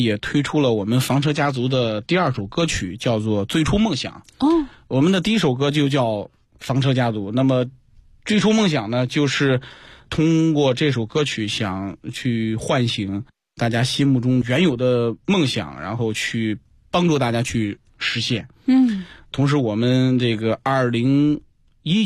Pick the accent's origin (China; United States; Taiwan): China; 向这个营地的游客去展示我们这个中国人的风采